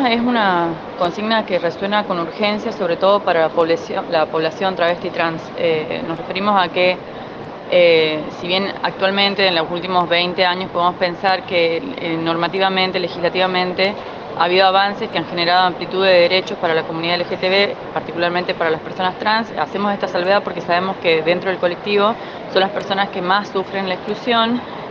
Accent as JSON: {"language": "Spanish", "region": "Tucumán", "country": "Argentina", "said": "Yo creo que primero, como población tucumana"}